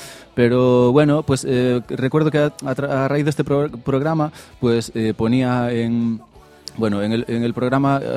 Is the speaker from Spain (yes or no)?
yes; Arnoia, Galicia, Spain; Yo, mi pueblo, Arnoia, es ahí de cerca de Ribeira, esa comarca, y es cerca de Ourense.